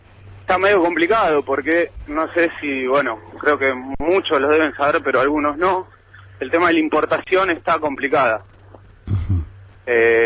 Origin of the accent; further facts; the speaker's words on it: Liniers, Buenos Aires, Argentina; 31. Soy de Liniers.